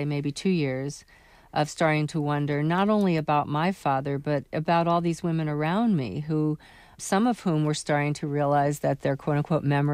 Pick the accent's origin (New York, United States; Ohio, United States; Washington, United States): New York, United States; For example, I grew up in New York City